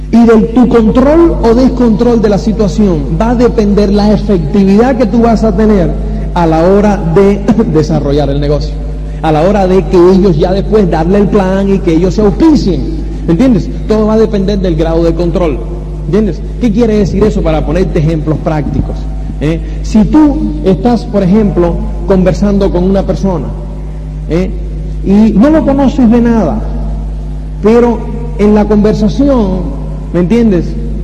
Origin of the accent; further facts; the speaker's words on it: Spain; Entonces nosotros hablamos, no, somos de España y no sé qué y tal y cual.